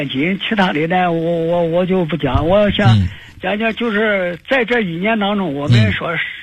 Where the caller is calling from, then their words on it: Nanjing, Jiangsu, China; 我是南京的